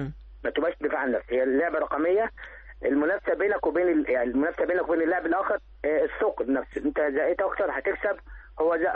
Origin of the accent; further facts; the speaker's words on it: Sohag, Sohag Governorate, Egypt; now in Cairo, Egypt; سوهاجي وبدات 98 يمكن في سوهاج لما جيت القاهره هنا